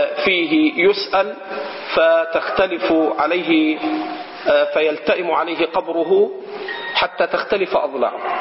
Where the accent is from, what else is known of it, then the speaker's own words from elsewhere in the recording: Egypt; وهذا خطأ شائع عندنا في مصر، فإنه لا تكاد تسمع في بلادنا في مصر